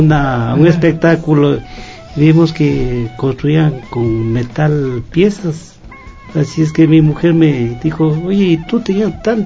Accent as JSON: {"language": "Spanish", "town": "Quito", "region": "Pichincha", "country": "Ecuador", "tie": "born or raised there", "said": "He vivido toda mi vida en el sur de Quito."}